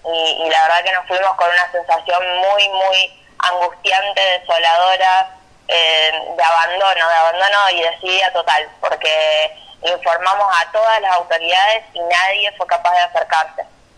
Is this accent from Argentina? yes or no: yes; San Lorenzo, Santa Fe, Argentina; la mayoría somos de acá de San Lorenzo, en realidad somos de toda la región, pero principalmente de San Lorenzo.